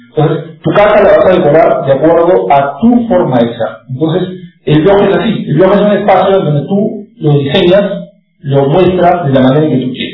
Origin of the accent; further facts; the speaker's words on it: Trujillo, La Libertad, Peru; porque somos una comunidad peruana, obvio, la idea es promocionar los blogs peruanos. Y como somos también una comunidad trujillana